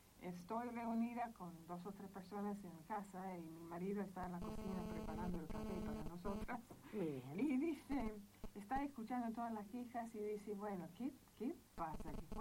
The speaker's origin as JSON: {"language": "Spanish", "country": "Argentina", "said": "me presento con mis compañeras argentinas como argentina."}